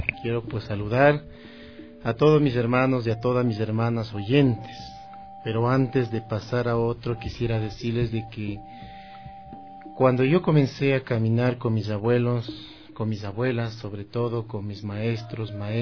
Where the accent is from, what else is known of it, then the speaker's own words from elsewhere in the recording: Huangopolo, Pichincha, Ecuador; yo soy de aquí, de las parroquias rurales del Cantón Quito. La parroquia mía es Huangopolo, mi tierra del cedazo, del arte, de la artesanía, es un pueblo maravilloso